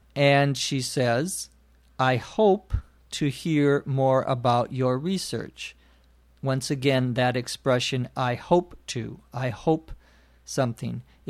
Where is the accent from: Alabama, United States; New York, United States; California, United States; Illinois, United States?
California, United States; Los Angeles; from Los Angeles, California.